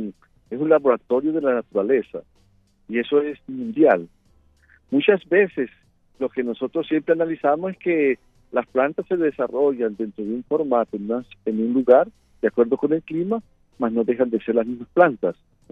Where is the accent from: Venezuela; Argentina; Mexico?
Venezuela; now in Brazil; yo soy venezolano, mantengo 31 años en el Brasil